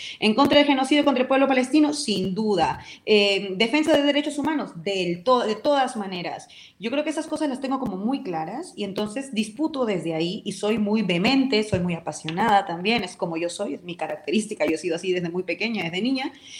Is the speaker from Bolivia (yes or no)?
no; Peru; accent: Peruvian; now in Spain; Tú me estás escuchando y mi acento no es un acento español. Tengo mi acento, hablo como hablaba en Perú y se me ve.